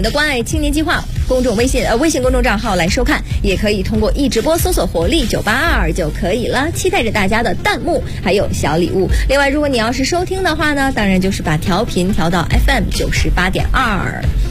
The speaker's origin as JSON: {"language": "Chinese", "region": "Northeast China", "country": "China", "said": "我作为一个东北人，感觉到迷之亲切，以为见到了老乡。"}